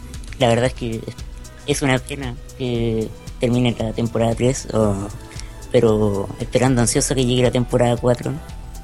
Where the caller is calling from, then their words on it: Chile; Yo de Chile. En este momento.